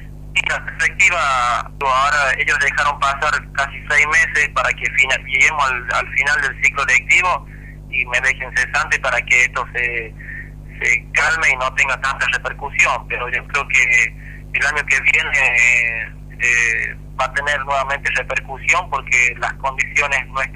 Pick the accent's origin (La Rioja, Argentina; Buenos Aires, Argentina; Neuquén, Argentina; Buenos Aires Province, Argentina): La Rioja, Argentina; Chilecito; yo soy de Chilecito